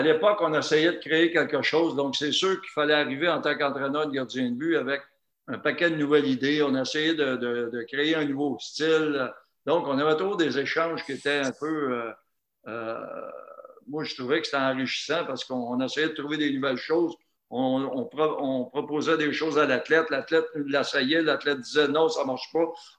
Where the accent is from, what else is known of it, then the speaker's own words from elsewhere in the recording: Mirabel, Quebec, Canada; Et je viens de la région de Mirabel